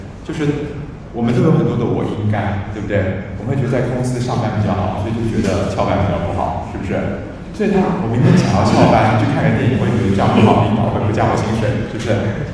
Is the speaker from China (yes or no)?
no; Taiwan; 其实恶化的典型是我们台湾人说的忧郁症